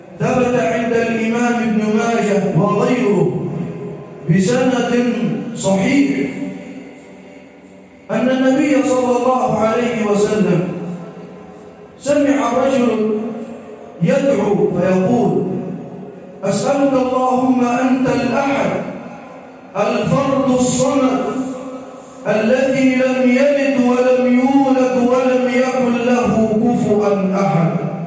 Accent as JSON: {"language": "Arabic", "country": "Egypt", "said": "واجعل بلدنا مصر راحة للأمن والأمان والسلم والسلام"}